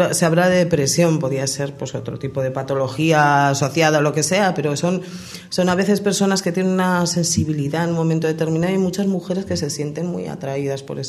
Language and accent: Spanish; Navarre, Spain; Yo soy navarra, o sea, yo soy vasca. Y mi pareja es de aquí